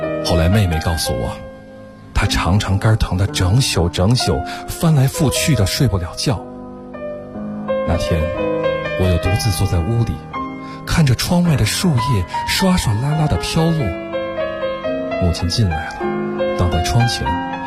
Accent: Beijing, China; 我来自北京。

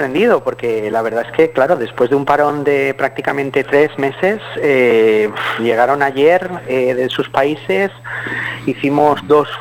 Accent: Valencian Community, Spain; nosotros como valencianos tenemos dos lenguas, el valenciano y el castellano

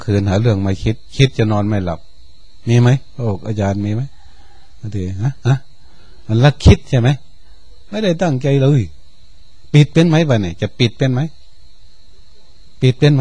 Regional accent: Chaiyaphum, Thailand; หลวงพ่อก็เป็นคนชัยภูมิเราก็เป็นคนชัยภูมิ

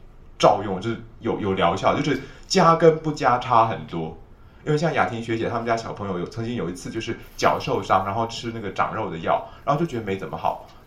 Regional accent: China; 我们中国人认为说，我们的中国人观察是这样的

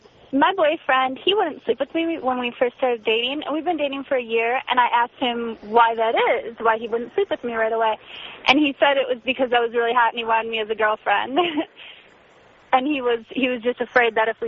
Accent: Midwest, United States; now in Los Angeles, United States; Like, things are a lot different between L.A. and the Midwest.

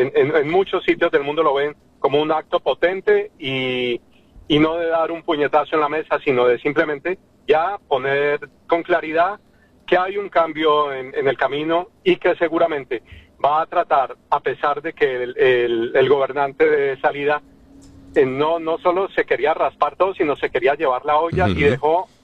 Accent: Colombia; no se nos corta ese cordón umbilical que nos indica que somos colombianos

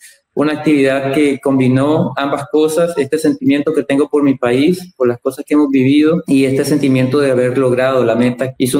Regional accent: Nicaragua; que estamos a la altura como nicaragüenses para dar un buen desempeño académico.

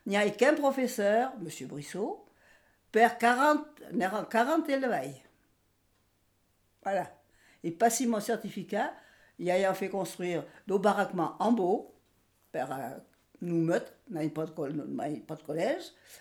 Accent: Puymot, Nouvelle-Aquitaine, France; first language Occitan; Moi, je suis née au Puymot. J'avais mon grand-père, ma maman, mon papa, qui me parlaient patois. Je l'ai appris toute petite. C'était ma première langue. Je suis bilingue.

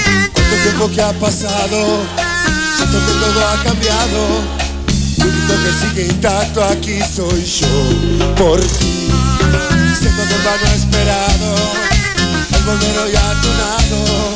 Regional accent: Buenos Aires, Argentina; de Buenos Aires. Y de Salta, papá.

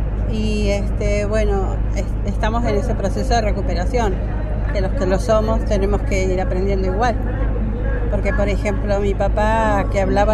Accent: Puerto Deseado, Santa Cruz, Argentina; vengo del Puerto Deseado de la provincia de Santa Cruz. Pertenezco a una comunidad urbana mapuche tehuelche que se denomina Cuifique Quimón.

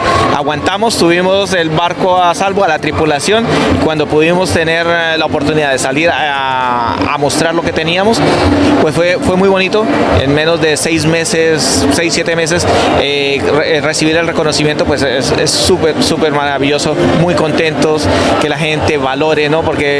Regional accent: Colombia; Soy un colombiano apasionado de mi país

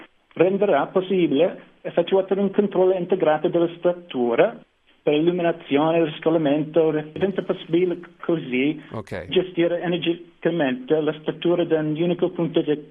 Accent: United States; Italian is a second language

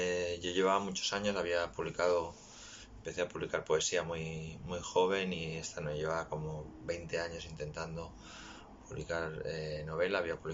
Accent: Barcelona, Catalonia, Spain; Soy de Barcelona y esta fue como mi primera novela negra que publiqué en el año 2009-2010.

